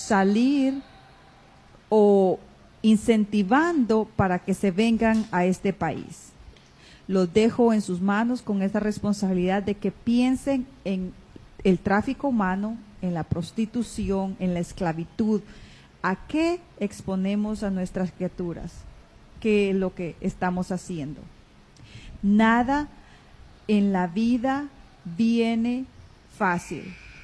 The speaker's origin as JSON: {"language": "Spanish", "country": "Guatemala", "said": "Me considero guatemalteca"}